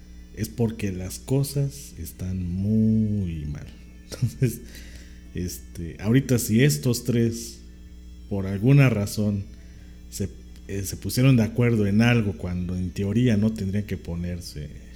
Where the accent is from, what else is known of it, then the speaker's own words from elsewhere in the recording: Mexico; pues de nosotros como mexicanos